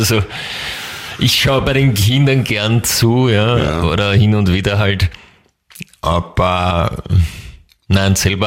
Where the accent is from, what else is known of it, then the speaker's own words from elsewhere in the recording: England, United Kingdom; German is a second language; Aber als Engländer.